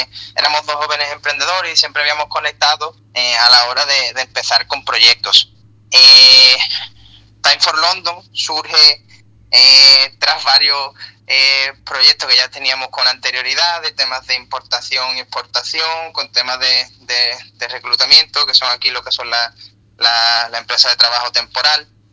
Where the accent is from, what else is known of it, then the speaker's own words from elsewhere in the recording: Andalusia, Spain; y tenemos otra en Jerez, porque nosotros somos gaditanos los dos.